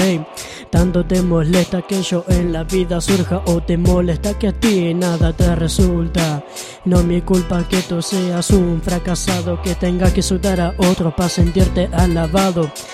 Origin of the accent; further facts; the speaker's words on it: Santa Fe, Argentina; Que yo soy de Santa Fe, por eso.